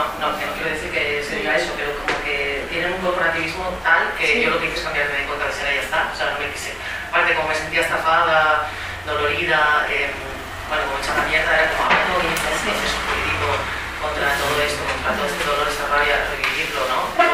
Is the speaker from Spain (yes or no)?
yes; Barcelona, Catalonia, Spain; Soy de Barcelona, estábamos en un ambiente de recortes sanitarios